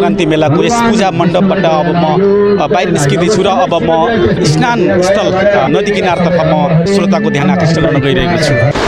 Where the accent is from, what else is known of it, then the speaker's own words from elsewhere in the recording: Gulmi, Lumbini Province, Nepal; मेरो घर गुल्मी हो